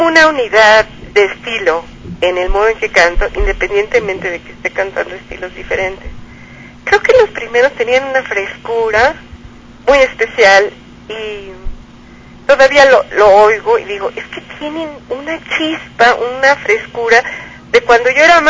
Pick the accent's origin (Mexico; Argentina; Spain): Mexico; Sí es un país al que aprecio, no nomás porque soy mexicana.